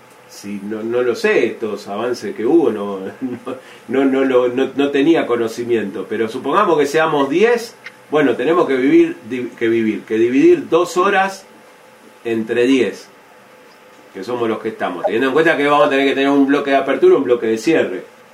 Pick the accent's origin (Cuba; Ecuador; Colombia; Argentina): Argentina; Bariloche, Río Negro; lo bueno es que varios somos de Bariloche